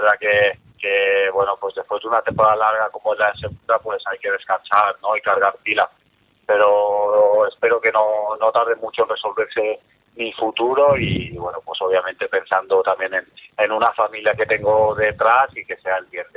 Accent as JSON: {"language": "Spanish", "town": "Elche", "region": "Valencian Community", "country": "Spain", "said": "para mí es una pena no poder seguir en ese club, porque es un club de mi tierra"}